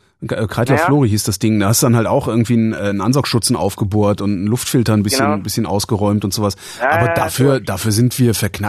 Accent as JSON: {"language": "German", "region": "West Germany", "country": "Germany", "tie": "born or raised there", "said": "ich bin hier im Westen groß geworden."}